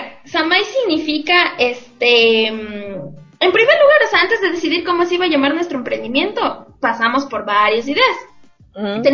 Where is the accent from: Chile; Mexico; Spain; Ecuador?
Ecuador; como buena emprendedora ecuatoriana, debíamos tener un nombre que nos represente, que sea propio de nuestras raíces y cultura.